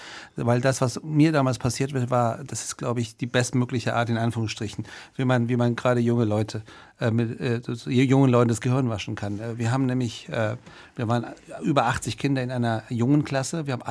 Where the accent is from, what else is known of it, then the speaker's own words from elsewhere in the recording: Germany; ich bin Bundestagsabgeordneter, bin Deutscher, vertrete die Deutschen und die Menschen in Deutschland im Bundestag und auch draußen. Und abends gehe ich nach Hause, mache die Tür zu, höre schlechte iranische Popmusik und bin dann Iraner.